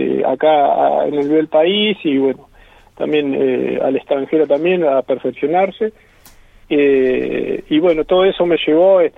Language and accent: Spanish; Buenos Aires, Argentina; Yo soy de Buenos Aires, en Buenos Aires.